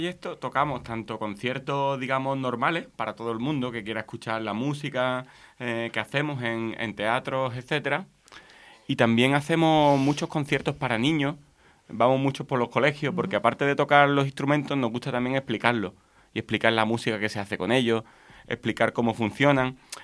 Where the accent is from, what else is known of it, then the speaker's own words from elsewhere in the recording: Málaga, Andalusia, Spain; los dos somos de Málaga y hablamos mucho